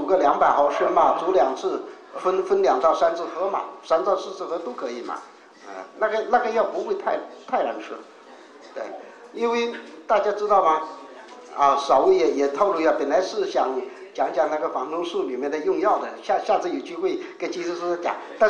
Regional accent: China; 牙齿其实是一个我们中国人不太重视，在国外是非常重视一个问题

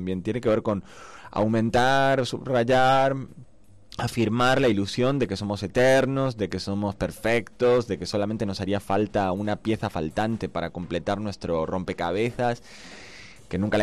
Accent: Argentina; Soy argentino

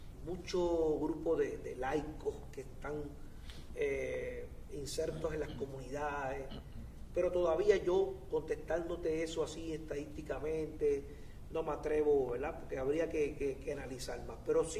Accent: Villalba, Puerto Rico; en caso de Villalba, que fue en mi pueblo

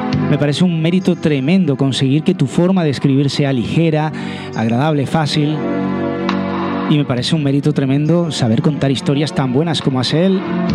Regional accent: Canary Islands, Spain; los que somos de Canarias sabemos claramente que está inspirado en Lanzarote

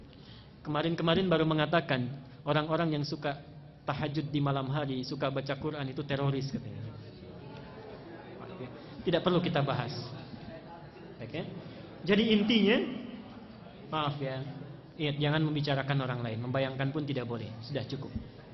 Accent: Banten, Indonesia; Karena tahu saya datang dari Banten

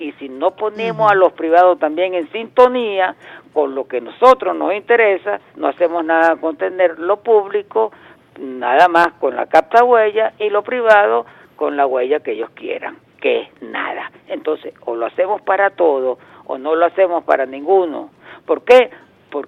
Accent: Venezuela

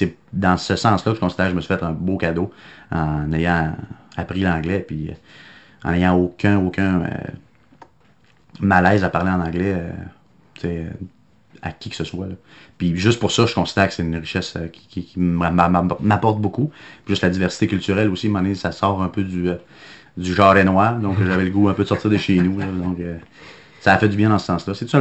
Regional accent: Saint-Victor, Quebec, Canada; Oui, je viens du beau petit village de Saint-Victor-le-Beauce.

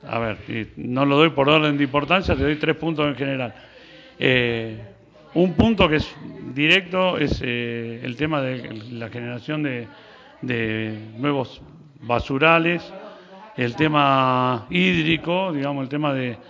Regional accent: Valle Hermoso, Córdoba, Argentina; Yo soy de Valle

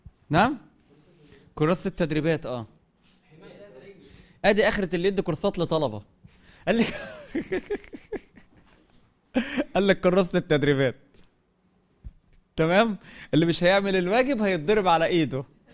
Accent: Sohag, Sohag Governorate, Egypt; انت يعني بتروح وتيجي مشوار بعيد انا من سوهاج

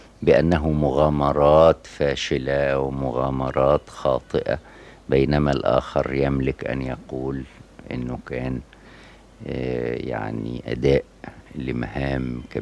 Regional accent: Faiyum, Faiyum Governorate, Egypt; كان فيها القاضي في مدينتي الفيوم إذا مر في الشارع سكتت القهوة

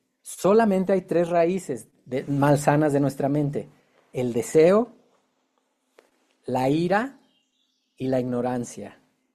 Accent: Guadalajara, Jalisco, Mexico; born there; Nací aquí en Guadalajara y nací católico.

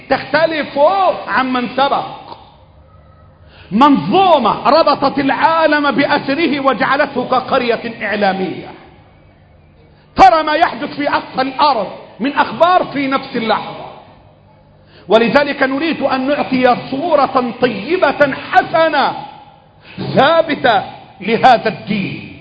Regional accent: Egypt; اللهم احفظ بلدنا مصر

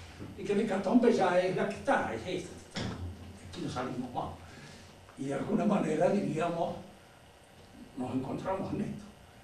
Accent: Mendoza, Argentina; nosotros somos argentinos, mendocinos, de este siglo, de esta época.

